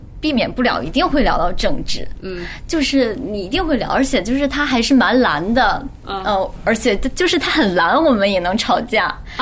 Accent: China; 一方面是包装，一方面是我是大陆人

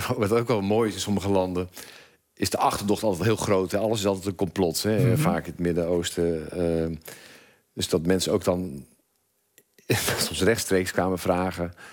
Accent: Michigan, United States; Dutch is a second language; Want ja, ik kom dan uit Michigan, maar dat snappen ze natuurlijk niet.

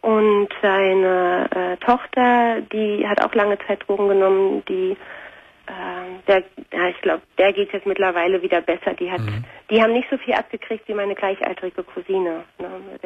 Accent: East Germany, Germany; ich komme aus der Ex-DDR. Mhm. Und dann sind meine Eltern nach Nordrhein-Westfalen gezogen.

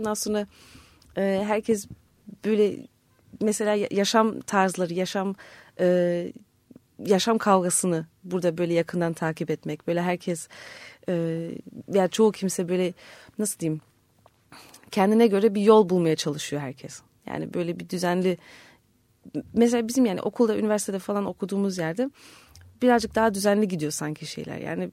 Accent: Germany; Yani normalde şimdi ailem 73'te Almanya'ya gitti. Ondan sonra da işte ben de orada doğdum büyüdüm falan. Tatil için falan geliyorduk normalde.

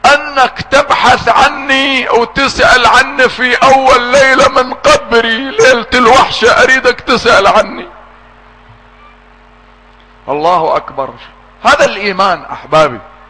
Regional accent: Iraq; اولادنا يدرسوها عندنا، عندنا في العراق في مدارسنا

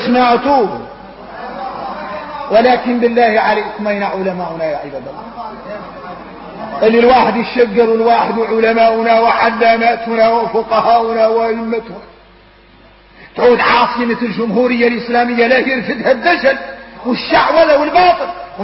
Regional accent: Mauritania; واحنا موريتاني خارجنا من حب الدنيا يخلع

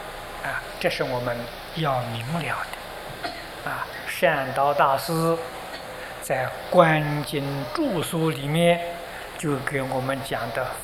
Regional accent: China; 我们中国人有十分恭敬心

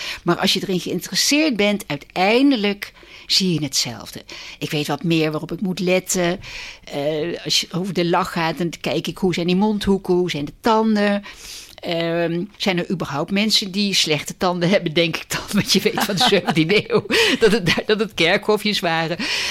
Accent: Vlaardingen, South Holland, Netherlands; Nou, ik kom uit Vlaardingen en de thuishaven is Vlaardingen.

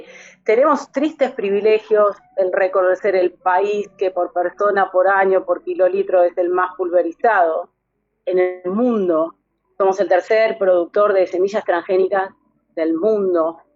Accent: Pergamino, Buenos Aires Province, Argentina; born there; now in Exaltación de la Cruz, Argentina; yo vivo en un territorio fumigado, nací en un territorio fumigado, yo nací en Pergamino y vivo actualmente en Exaltación de la Cruz.

